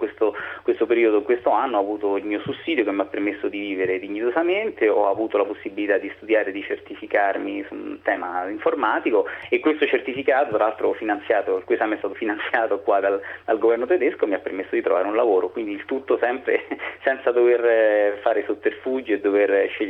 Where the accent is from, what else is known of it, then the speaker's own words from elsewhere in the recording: Rome, Lazio, Italy; now in Munich, Germany; Da Roma, anch'io.